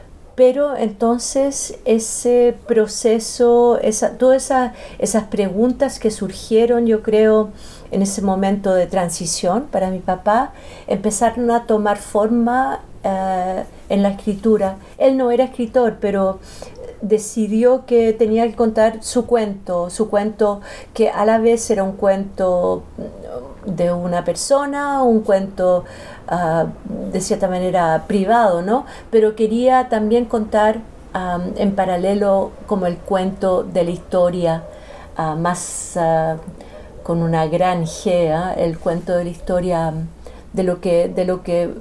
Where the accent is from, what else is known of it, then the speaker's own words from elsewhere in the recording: Australia; moved away as an adult; also born or lived in Chile; Yo soy nacida en Chile y mis padres migraron a Australia cuando yo tenía 10 años, entonces crecí en Australia, y luego a los 24 años me fui a París